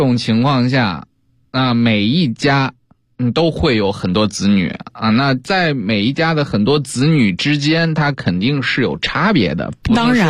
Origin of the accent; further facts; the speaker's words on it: Beijing, China; 那如果说我们北京人去了云南或者去了四川